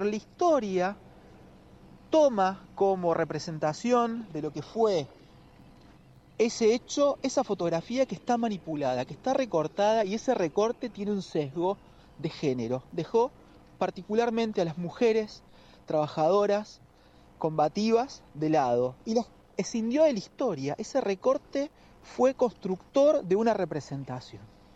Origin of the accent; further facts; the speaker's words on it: Trelew, Chubut, Argentina; soy fotógrafo de Trelew, Chubut